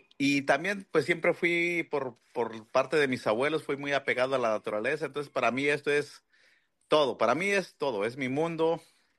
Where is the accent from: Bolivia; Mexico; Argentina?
Mexico; Puerto Escondido, Oaxaca; yo soy nacido y crecido en Puerto Escondido. Y yo inicié a hacer surf a los 13 años.